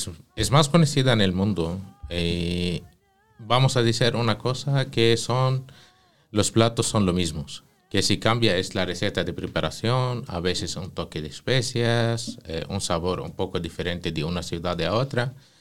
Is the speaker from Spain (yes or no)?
no; north, Palestine; Spanish is a second language; En el norte son conocidos o famosos, aceite de oliva y carnes. Que por ejemplo en mi ciudad de origen viene el kebbe crudo.